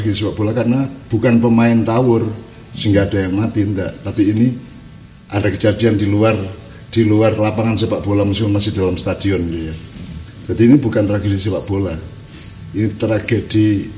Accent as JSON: {"language": "Indonesian", "region": "Java", "country": "Indonesia", "said": "Makanya kalau kita orang Jawa ada Desa Mawacoro, Negara Mawatoto."}